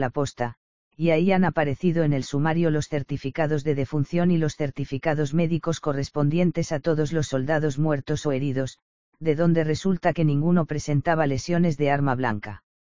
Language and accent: Spanish; Cuba; porque siento vergüenza, como cubano, que unos hombres sin entrañas, con sus crímenes incalificables, hayan deshonrado nuestra patria ante el mundo